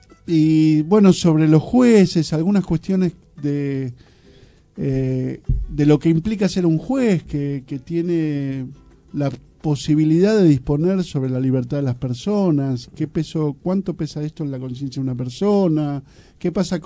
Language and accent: Spanish; Flores, Buenos Aires, Argentina; Yo soy de Flores, yo estudié